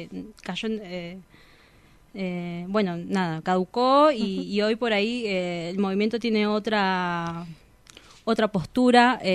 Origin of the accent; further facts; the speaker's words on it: Bolivia; now in Argentina; De Bolivia.